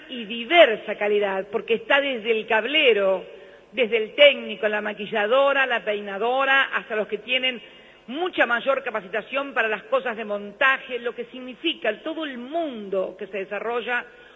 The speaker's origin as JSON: {"language": "Spanish", "country": "Argentina", "said": "como argentina, que como ex legisladora, fui legisladora durante muchos años"}